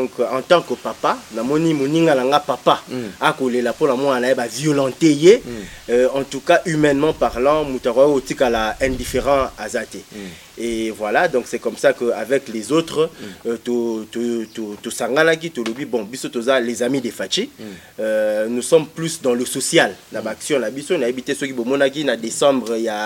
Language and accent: French; DR Congo; l'argent reste dans notre circuit à nous en tant que Congolais